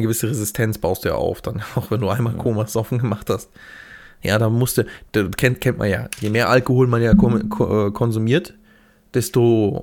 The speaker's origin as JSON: {"language": "German", "region": "Bavaria", "country": "Germany", "moved": "yes", "said": "Ja, jetzt sind wir beide aus Niederbayern rausgezogen und dann."}